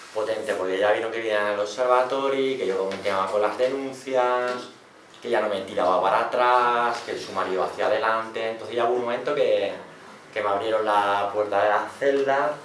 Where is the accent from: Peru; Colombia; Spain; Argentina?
Spain; Barcelona, Catalonia; Digo, no, yo soy de Barcelona y tal